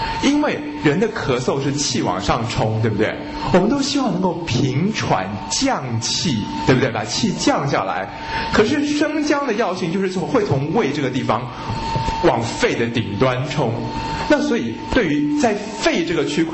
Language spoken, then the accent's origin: Chinese; China; 而大枣在我们中国人认为是吃了之后它会能够被吸收以后入到这个心里面去